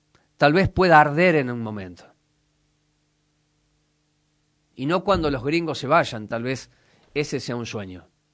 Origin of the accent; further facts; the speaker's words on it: Córdoba, Argentina; born there; lo que yo he visto en la provincia en la que nací, en Córdoba.